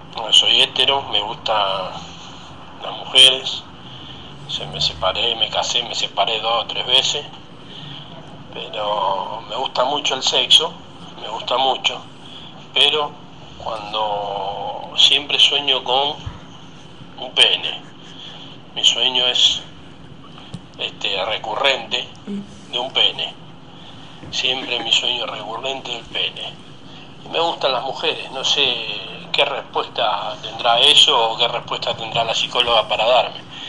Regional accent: Mendoza, Argentina; soy de acá de Mendoza.

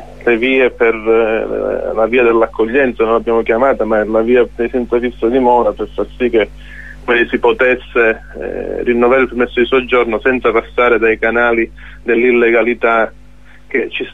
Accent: Calabria, Italy; come calabresi fondamentalmente noi a queste crisi ci siamo abituati

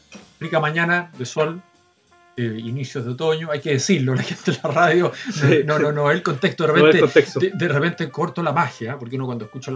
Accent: Chile; en buen chileno, como chileno, nosotros cuando vemos una persona

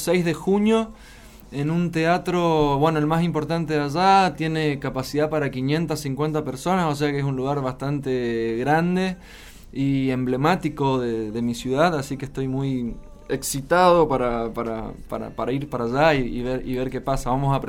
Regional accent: Resistencia, Chaco, Argentina; Bueno, yo soy de Resistencia, mi corazón es resistenciano, por más de que viva acá ya hace mucho tiempo.

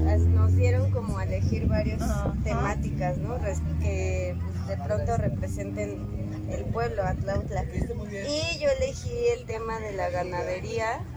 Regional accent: Mexico City, Mexico; De Ciudad de México.

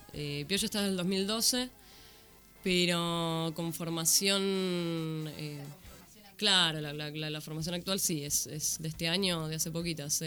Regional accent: Viedma, Río Negro, Argentina; Yo soy de Viedma, de Río Negro.

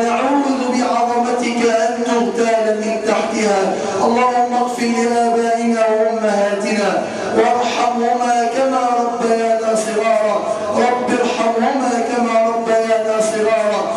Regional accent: Egypt; اللهم ارفع عن بلدنا مصر الغلاء

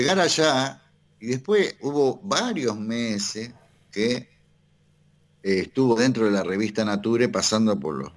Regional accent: Argentina; a lo mejor yo también, porque soy argentino y me dediqué a la astronomía

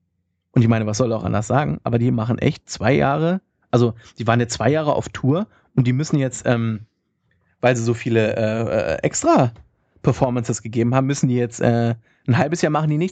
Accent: Hannover, Lower Saxony, Germany; Bei uns in Hannover gibt es ja nichts.

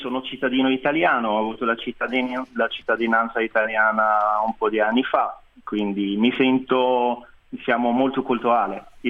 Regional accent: Beni Mellal, Béni Mellal-Khénifra, Morocco; Italian is a second language; Sono di Beni Mellal, è una città a piedi di montagna, distante da Casablanca di 200 chilometri.

